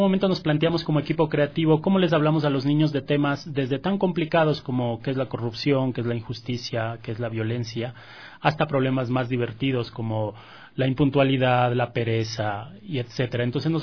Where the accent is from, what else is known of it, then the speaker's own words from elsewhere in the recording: Ecuador; quienes hacemos el Capitán Escudo, pues somos todos ecuatorianos.